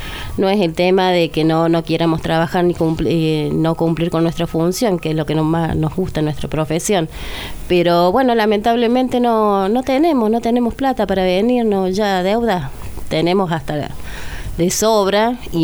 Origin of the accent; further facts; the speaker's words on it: Cruz del Eje, Córdoba, Argentina; La mayoría somos de Cruz del Eje, tenemos muchas deudas